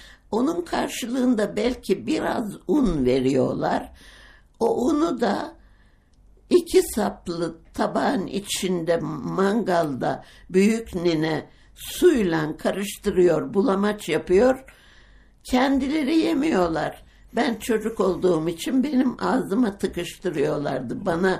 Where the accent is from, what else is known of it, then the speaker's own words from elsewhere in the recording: Eskişehir, Turkey; born there; Eskişehir'de doğdum.